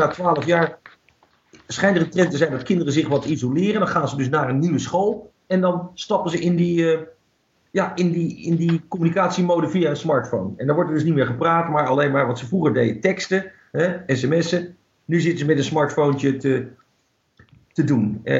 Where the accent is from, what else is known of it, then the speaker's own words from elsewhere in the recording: Netherlands; Ja, tuurlijk. Ik ben Nederlander.